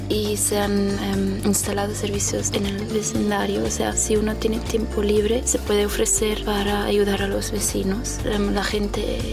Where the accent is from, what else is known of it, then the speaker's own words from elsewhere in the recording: Switzerland; now in Zurich, Switzerland; soy suiza. Yo nací en los Alpes suizos, pero actualmente vivo en Zúrich.